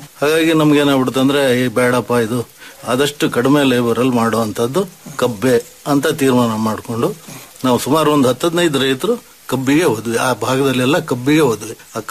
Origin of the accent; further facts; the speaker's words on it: Narasimharajapura, Karnataka, India; ನಾವು ಮೂಲತಃ ಅಂದ್ರೆ ಜಾಸ್ತಿ ನಾವು ಎನ್ನಾರ್ಪುರ ಮಲೆನಾಡು ಕಡೆಯವರು, ಮುಳುಗಡೆ ಭಾಗದವ್ರು.